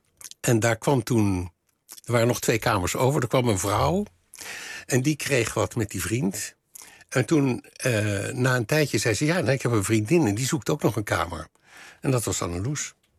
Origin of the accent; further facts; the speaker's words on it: Leiden, South Holland, Netherlands; wij komen allebei uit Leiden. Althans, zij is in Amsterdam geboren, maar wij woonden allebei in Leiden.